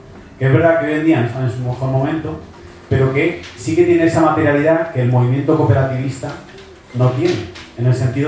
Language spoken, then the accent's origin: Spanish; Madrid, Community of Madrid, Spain; now in Seville, Spain; Yo soy de Madrid también, pero llevo aquí un tiempo viviendo en Sevilla.